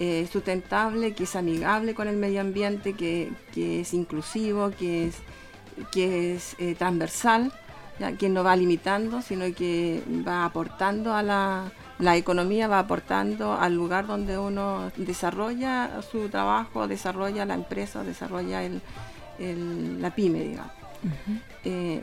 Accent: Penco, Biobío, Chile; soy de Penco, nacida, estudié, trabajé en Penco, soy pencona de corazón.

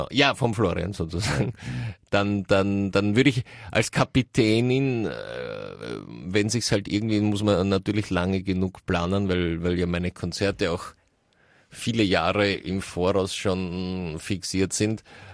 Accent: Russia; Ja, ich komme ja aus Russland.

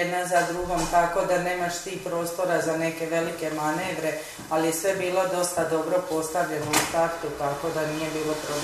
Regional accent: Split, Split-Dalmatia County, Croatia; Ja sam iz Splita, tako da sam radila u Splitu dugo godina.

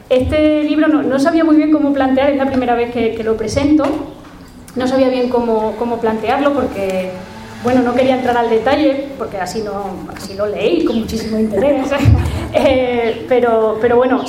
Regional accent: Garbayuela, Extremadura, Spain; yo soy de pueblo, soy de Garbayuela

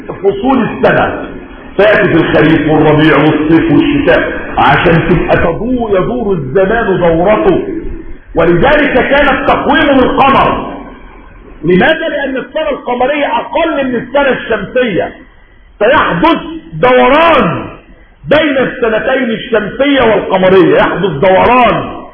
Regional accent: Egypt; حتى احنا مصريين بنقول رمضان كريم

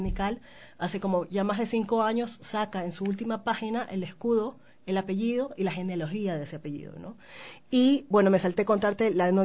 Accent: Guayaquil, Guayas, Ecuador; yo soy guayaquileña, que eso también creo que es algo que tengo que mencionar, porque en realidad yo en Guayaquil me siento sola dentro de un discurso de reivindicación hacia nuestros orígenes

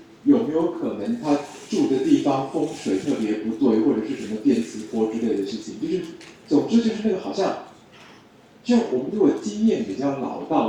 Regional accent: Taiwan; 就我们台湾人理解事情的角度

